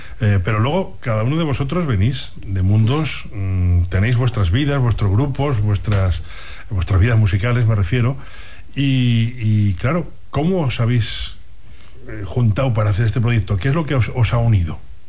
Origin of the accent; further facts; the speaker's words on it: La Rioja, Spain; Hay un grupo en La Rioja, que yo soy riojano, y en La Rioja, en la capital, que no soy capitalino